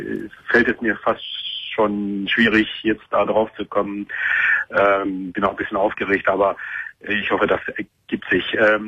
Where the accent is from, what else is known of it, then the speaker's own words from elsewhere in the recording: Turkey; now in Germany; ich komme aus der Gegend, wo das so ein bisschen im letzten Sommer eskaliert ist, gegenüber der Insel Lesbos. Da komme ich her